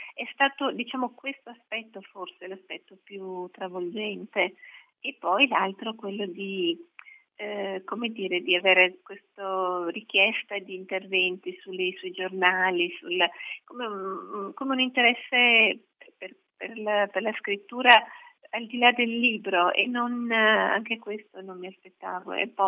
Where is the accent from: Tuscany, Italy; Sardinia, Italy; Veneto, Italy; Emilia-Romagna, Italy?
Veneto, Italy; Vicenza; Sì, io sono di Vicenza, una città bellissima.